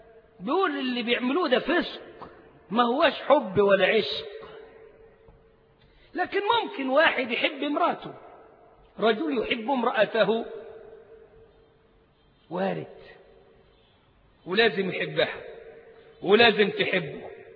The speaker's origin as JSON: {"language": "Arabic", "country": "Egypt", "said": "تلاقي اللغة بتطير منه على طريقتنا يعني كمصريين"}